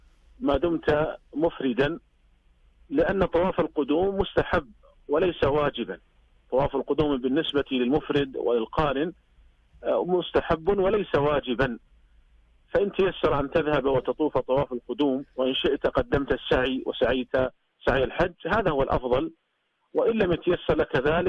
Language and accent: Arabic; Saudi Arabia; لكن الناس عندنا في المملكة العربية السعودية وفي يعني دول الخليج العربي عموما لا يطيلون شعورهم